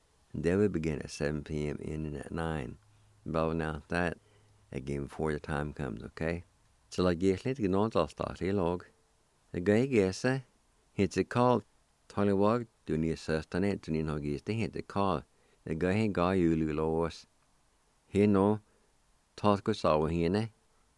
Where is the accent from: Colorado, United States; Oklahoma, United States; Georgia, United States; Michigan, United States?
Oklahoma, United States; Jay; You all know I grew up around Jay and I went to Pine Baptist Church.